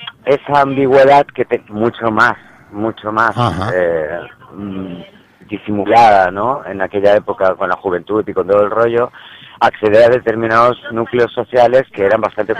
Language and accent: Spanish; Madrid, Community of Madrid, Spain; also born or lived in Seville; por aquel entonces yo estaba viviendo con mi familia en Sevilla y me escapo de Sevilla y voy a mi ciudad natal, a Madrid.